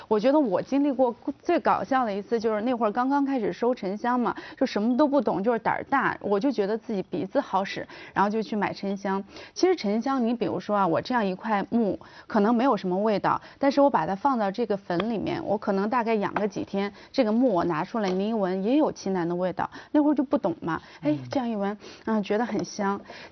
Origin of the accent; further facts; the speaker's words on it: Heilongjiang, China; 很近。我们家乡因为这个事儿火了，我觉得不是很光彩。